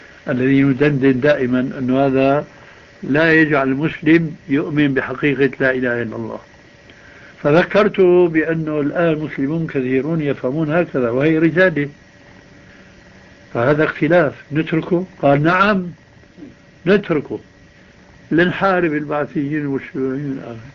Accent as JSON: {"language": "Arabic", "country": "Syria", "said": "يقولون عندنا في الشام عجيب من دون قيام"}